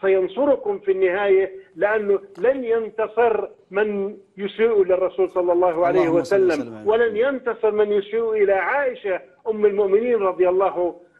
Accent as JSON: {"language": "Arabic", "country": "Jordan", "said": "هذا بيعني إلي كأردني، بيعني إلي كمحلل"}